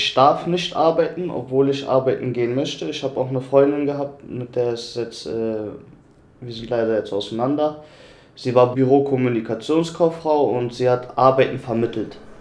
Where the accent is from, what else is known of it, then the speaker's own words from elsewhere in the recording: Germany; born there; Aber ich bin ja in Deutschland geboren, ich kenne nichts anderes.